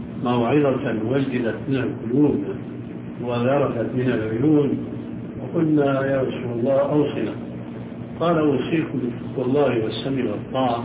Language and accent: Arabic; Syria; يمكن موجودة عندكم موجود عندنا في سوريا